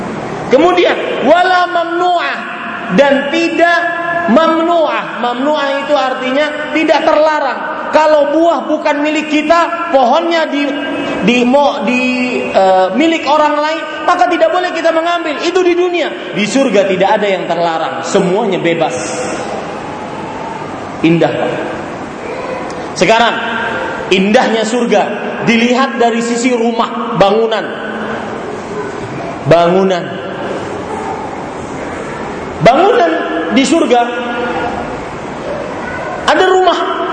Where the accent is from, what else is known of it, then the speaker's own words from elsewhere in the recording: Banjarmasin, South Kalimantan, Indonesia; Din, pulang ke Indonesia. Kenapa pak? Di Banjarmasin kota saya lagi musim durian.